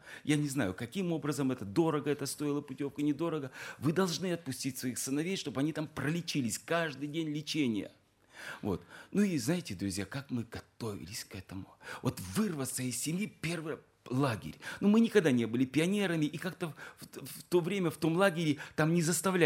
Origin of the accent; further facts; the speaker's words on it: Siberia, Russia; Мы сибиряки, но все равно на севере мороз еще сильнее.